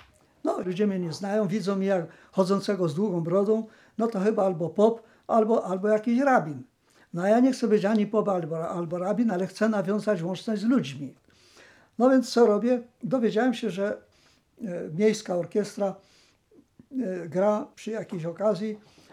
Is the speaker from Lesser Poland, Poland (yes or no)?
yes; Poronin, Lesser Poland, Poland; born there; Urodziłem się w Poroninie w 1926 roku na wiosnę. W góralskiej chałupie, nie będąc góralem, ale przybyszem.